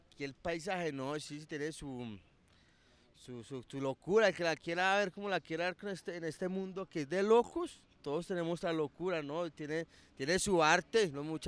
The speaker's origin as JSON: {"language": "Spanish", "town": "Medellín", "region": "Antioquia", "country": "Colombia", "said": "Sí, he salido de aquí de Colombia, he salido."}